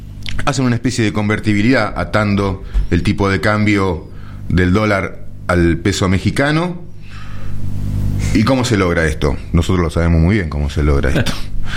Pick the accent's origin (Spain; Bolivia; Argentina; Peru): Argentina; ¿Nosotros que somos argentinos?